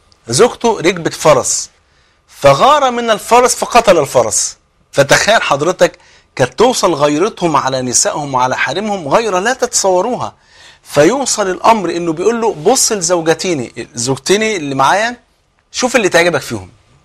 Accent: Egypt; بلغتنا كمصريين ربنا يسهل لك

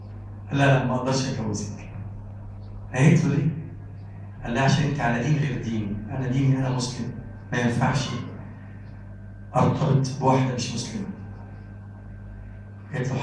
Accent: Egypt; اللهم اجعل بلدنا مصر بلدا آمنا مطمئنا وسائر بلاد المسلمين

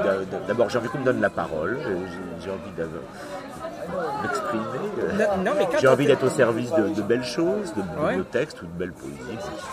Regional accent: Cherbourg, Normandy, France; born there; Je suis né à Cherbourg. J'y ai jamais vécu.

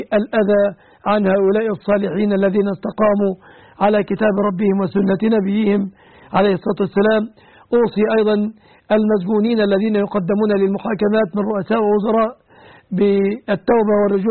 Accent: Egypt; هذا وأسأل الله أن يحفظ بلادنا مصر

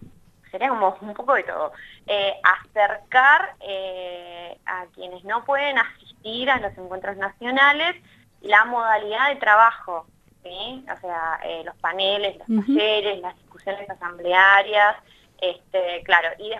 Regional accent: Azul, Buenos Aires Province, Argentina; Sí, ambas somos de Azul y estamos embargadas en esta locura que fue organizar el encuentro regional.

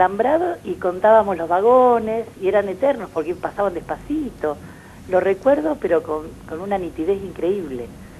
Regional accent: Junín, Buenos Aires Province, Argentina; Soy de Junín. Junín es una ciudad netamente ferroviaria, por lo menos lo era cuando yo era chica.

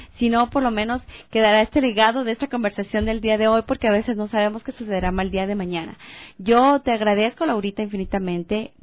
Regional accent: Loja, Ecuador; sentirme orgullosamente además que soy ecuatoriana, que soy lojana

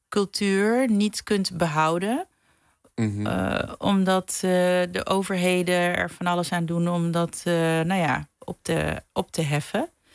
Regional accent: Curaçao; ik kom uit het Caribisch gebied. Dus je kan wel zeggen dat... Maar ik ben Curaçaonaar.

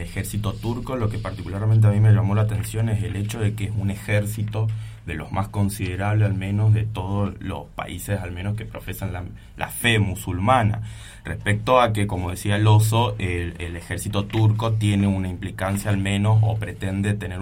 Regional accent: Argentina; es el hecho de traerlo un poco y asemejarlo respecto a la historia que a nosotros nos acontece como argentinos

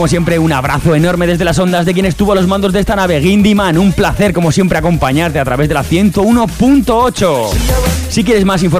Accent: Fraga, Aragon, Spain; Es lo que hay, somos de Fraga, chique.

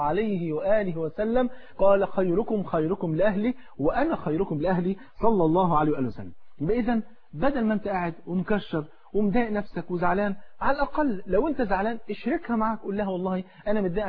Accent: Egypt; تعرف الفول عندنا في مصر فرض عين

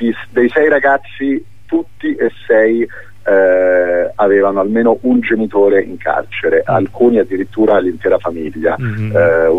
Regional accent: Los Angeles, California, United States; io sono cresciuto a Los Angeles da ragazzino

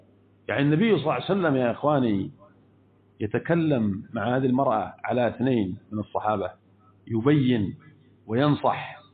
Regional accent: Yemen; كم عندنا في اليمن حصل من عانة اليمن من هذه الجرائم الإرهابية؟

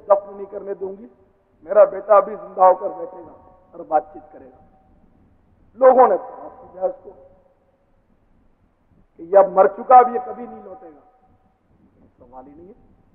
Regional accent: Karachi, Sindh, Pakistan; born there; میں کراچی میں پیدا ہوا ہوں تو میرا وطن پاکستان

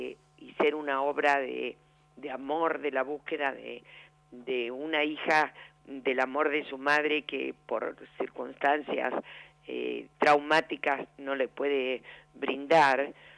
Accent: Argentina; Sí, nos exiliamos durante la época de la AAA y después en la dictadura estuvimos prohibidos y nos chuparon, estuvimos en Orlet y, bueno, una tristes historias que tenemos los argentinos

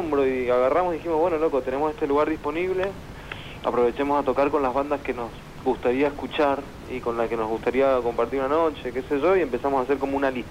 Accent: Mendoza, Argentina; now in Buenos Aires, Argentina; Claro, somos de Mendoza y estamos acá en Buenos Aires como desde hace 7 años

